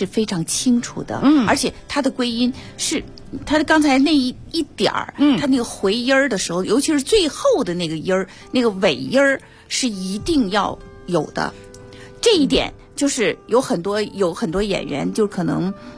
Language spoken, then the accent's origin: Chinese; Guangzhou, Guangdong, China; now in Beijing, China; 因为我其实也不是在北京长大的，我是在广州长大的。我到了北京人艺以后我就开始要学习北京话